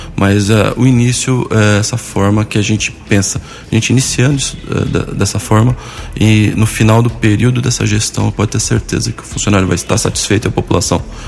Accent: São Paulo, Brazil; now in Arceburgo, Brazil; Eu sou natural de São Paulo, capital. Me mudei para o interior há 10 anos

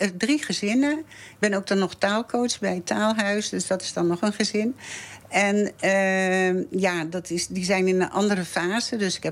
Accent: Haarlem, North Holland, Netherlands; also born or lived in Amersfoort / Leusden; now in Nijkerk, Netherlands; Ik heb hier niet altijd gewoond. Ik ben geboren en getogen in Haarlem. En daar heb ik 33 jaar gewoond. En toen zijn we naar Amersfoort en later dan nog via Leusden hier naar Nijkerk gekomen.

